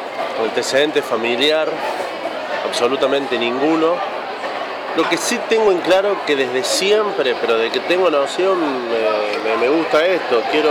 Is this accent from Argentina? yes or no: yes; Tanti, Córdoba, Argentina; Y después he hecho noticieros en mi pueblo, en Tanti